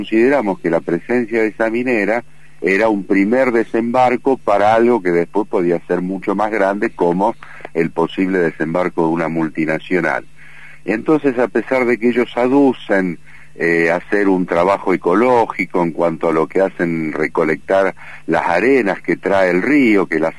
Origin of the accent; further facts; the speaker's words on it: Buenos Aires, Argentina; born there; moved away as an adult; now in Pituil, Argentina; Yo soy nacido en Buenos Aires, pero hace 16 años aproximadamente que vivo en Pituil, que es un pueblito que está dentro del departamento Famatina, a 60 kilómetros de la cabecera